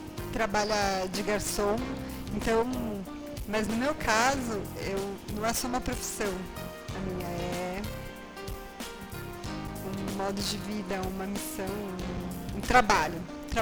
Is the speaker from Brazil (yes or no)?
yes; São Paulo, Brazil; Porque o comum, eu sou de São Paulo, e o comum é você jogar fora e comprar outro.